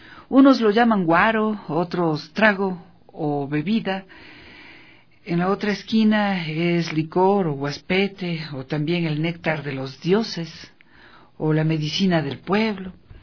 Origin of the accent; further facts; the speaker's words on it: Ecuador; Esa es la codificación que como ecuatorianas, es urgente revertir, es urgente cambiar.